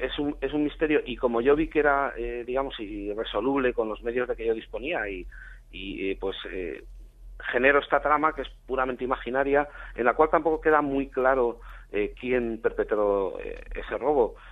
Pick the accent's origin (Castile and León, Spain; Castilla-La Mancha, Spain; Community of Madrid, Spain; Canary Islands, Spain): Castilla-La Mancha, Spain; Cuenca; Hay un cúmulo ahí de coincidencias que vinculan efectivamente Cuenca con Murcia. Hay dos lugares de mi ciudad natal y de su entorno que son importantes